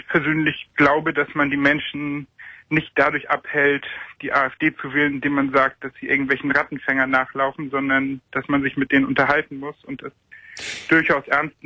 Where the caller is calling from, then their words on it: Schleswig-Holstein, Germany; Ich komme aus Schleswig-Holstein, also ich habe das alles von außen mitverfolgt.